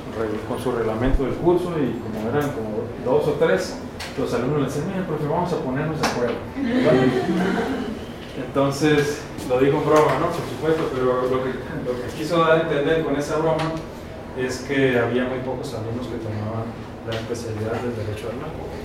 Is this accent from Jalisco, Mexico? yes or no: no; Baja California, Mexico; Pues soy de Baja California.